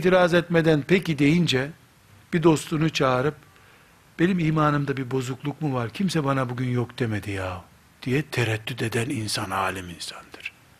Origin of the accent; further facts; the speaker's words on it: Black Sea Region, Turkey; Karadeniz çocuğu olduğumuzu da unutmayın. Yani böyle dedim diye her yerli değilim, Karadenizliyim.